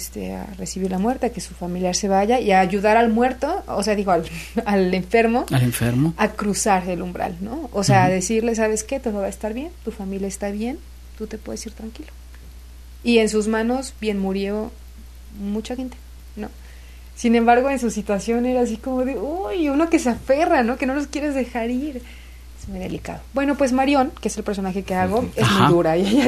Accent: Xalapa, Veracruz, Mexico; also born or lived in Córdoba; Yo nací en el puerto de Veracruz.

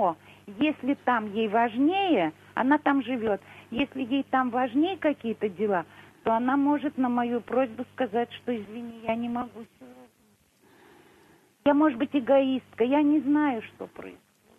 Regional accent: Moscow, Russia; Мы старые москвичи, очень древние москвичи

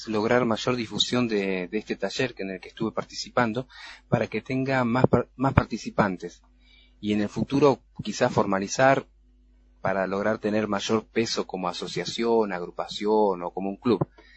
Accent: Ushuaia, Tierra del Fuego, Argentina; Sí, yo nací acá en Ushuaia. Son de los que llaman NIC, nacidos y criados.

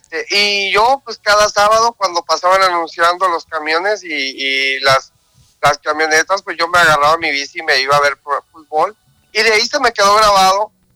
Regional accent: Mazatlán, Sinaloa, Mexico; En Mazatlán, Sinaloa, que es donde yo nací.

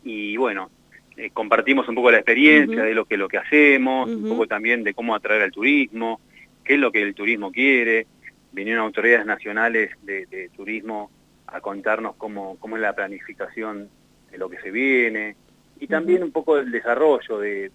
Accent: Mendoza, Argentina; moved away; Yo vengo de Mendoza, de la tierra también del vino

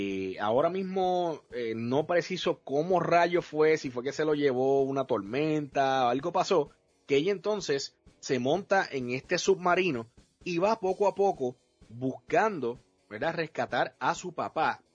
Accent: Puerto Rico; Entonces yo obviamente como buen puertorriqueño asocio la playa con el vacilón de verano, ¿no?

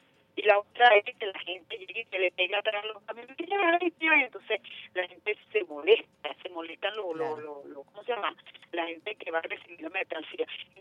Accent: Venezuela; nosotros, como venezolanos

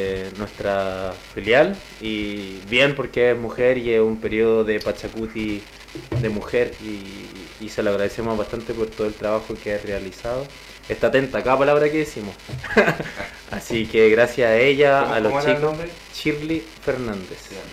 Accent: Peru; Bueno, yo soy peruano

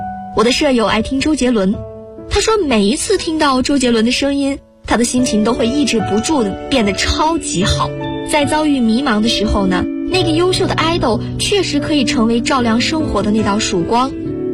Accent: Guangzhou, Guangdong, China; now in Nanjing, China; 来自广东广州，我在南京大学，距离我的家乡1367公里。

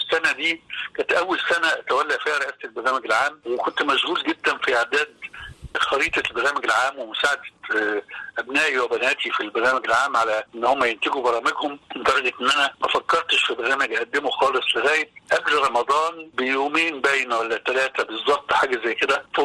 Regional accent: Damanhur, Beheira, Egypt; now in Cairo, Egypt; إن أنا أصلا زي ما قلت لك من دمنهور، وفي دمنهور ما عندناش الحكاية اللي لقيتها بعد كده لما جيت القاهرة

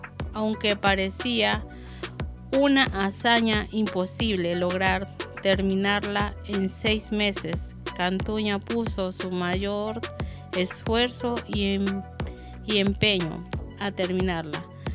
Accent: Ecuador; Y cuando en mi país alguien toma, le dice, ¿hasta cuándo, padre Almeida? Así le dicen a los borrachitos de repente.

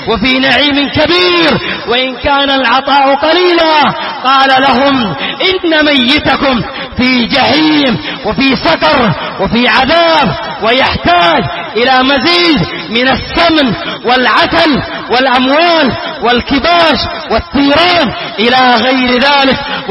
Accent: Yemen; وهذا موجود في بعض بلادنا اليمنية

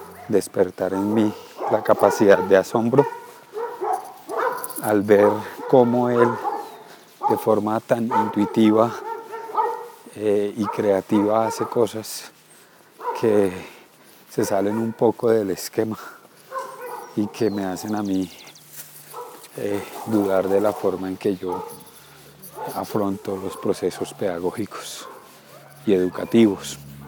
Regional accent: Bogotá, Colombia; Soy bogotano, la capital de Colombia

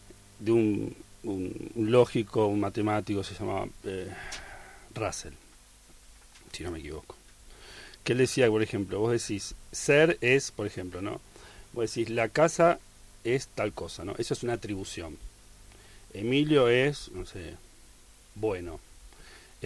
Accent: Buenos Aires, Argentina; soy un porteño. Mal que me pese. Eso es parte de mi identidad.

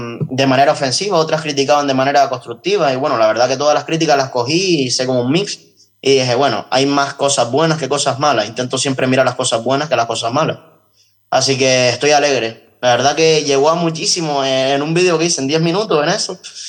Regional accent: Canary Islands, Spain; el Frente Patriótico Canario se llama así porque somos patrióticos y somos canarios

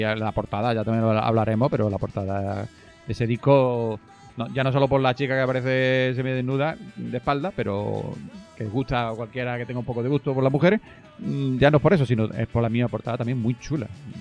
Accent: Málaga, Andalusia, Spain; Todos que son de Málaga, somos de Málaga, claro, sabemos estas cositas.

